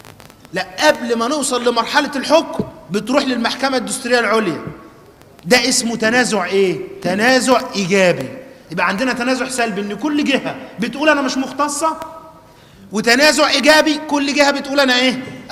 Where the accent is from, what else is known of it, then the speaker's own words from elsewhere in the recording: Egypt; المحاكم عندنا في مصر، جهات التقاضي، عندنا حاجة اسمها القضاء العادي والقضاء الإداري